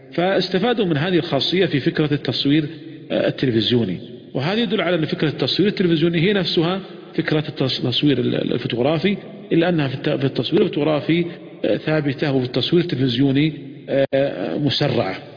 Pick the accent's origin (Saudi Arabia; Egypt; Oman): Saudi Arabia; ولذلك كان قديما عندنا في المملكة العربية السعودية، وأذكر ذلك لما يعني كنت صغيرا